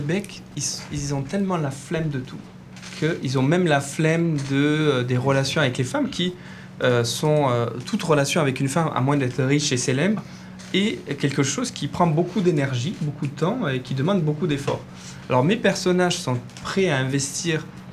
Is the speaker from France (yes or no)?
no; Southern Italy, Italy; Pourtant, je viens d'Italie, mais je disais au début de l'émission que il faut que les choses viennent des tripes. Et moi, même si je viens du sud de l'Italie